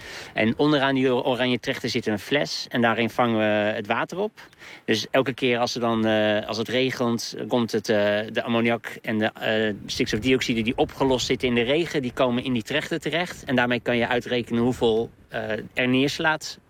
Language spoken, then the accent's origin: Dutch; Randstad, Netherlands; ik kom zelf uit de Randstad.